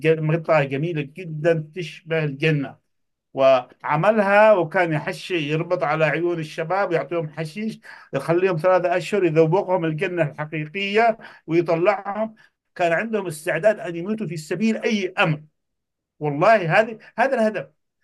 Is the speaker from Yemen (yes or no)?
yes; Yemen; قلت له أنا يمني